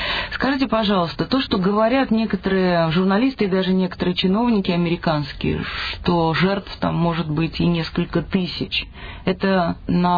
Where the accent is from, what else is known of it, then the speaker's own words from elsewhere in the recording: Saint Petersburg, Russia; поскольку я из Петербурга, как известно, а у нас там тоже